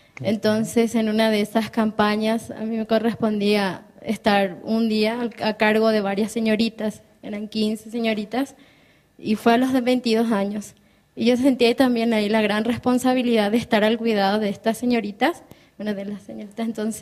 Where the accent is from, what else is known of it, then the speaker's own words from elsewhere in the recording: Paraguay; moved away; Bueno, yo vine de Paraguay por motivos de estudio.